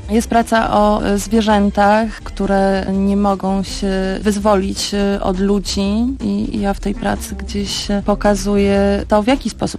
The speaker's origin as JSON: {"language": "Polish", "town": "Tricity", "region": "Pomeranian Voivodeship", "country": "Poland", "said": "To jest bardzo ciekawa historia, ponieważ obie jesteśmy z Trójmiasta, ale w Trójmieście się nie poznałyśmy."}